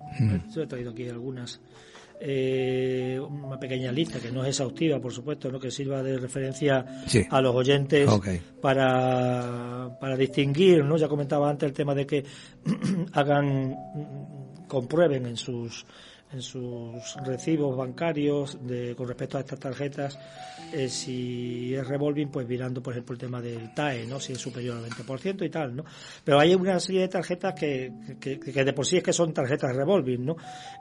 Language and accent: Spanish; Badajoz, Extremadura, Spain; moved away as an adult; nací y soy de Badajoz, de Extremadura. Uh-huh. Y hace unos 5 años que salí